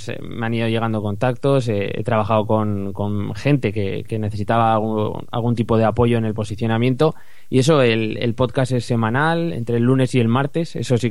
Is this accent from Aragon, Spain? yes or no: yes; Zaragoza, Aragon, Spain; tengo 25 años, soy de Zaragoza